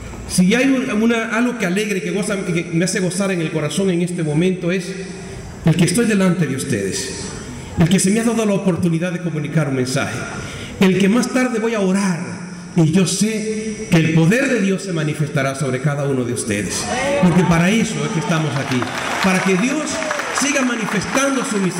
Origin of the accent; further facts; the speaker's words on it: Dominican Republic; Hace unos días atrás, en mi país, el día 8, el lunes pasado, la arquidiócesis de Santo Domingo, a la que pertenezco, hacía clausura de un año jubilar